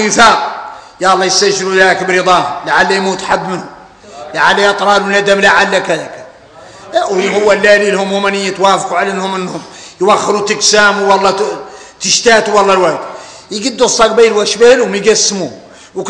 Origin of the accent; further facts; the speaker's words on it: Mauritania; هذا يدلكم على ان احنا موريتاني